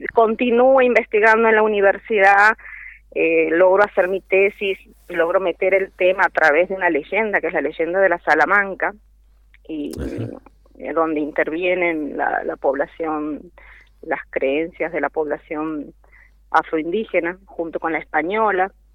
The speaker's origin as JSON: {"language": "Spanish", "region": "Santiago del Estero", "country": "Argentina", "tie": "born or raised there", "lives_now": "Mendoza, Argentina", "said": "Yo llevo 22 años viviendo aquí en Mendoza, pero soy nativa de Santiago del Estero, de santiagueña."}